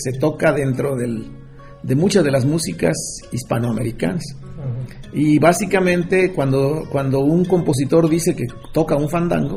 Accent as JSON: {"language": "Spanish", "town": "Jáltipan", "region": "Veracruz", "country": "Mexico", "tie": "born or raised there", "said": "soy nativo de un pueblo en el sur de Veracruz que se llama Jaltipan, donde pues todo el mundo tocaba y había grandes fandangos y todo el mundo le entraba al son, ¿no? Entonces, uno crece en ese ambiente"}